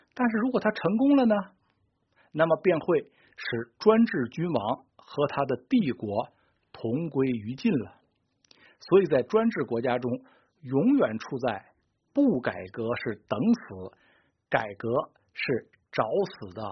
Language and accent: Chinese; China; 我们中国人，我这里指的是中国大陆人，还从未享有过这种政治自由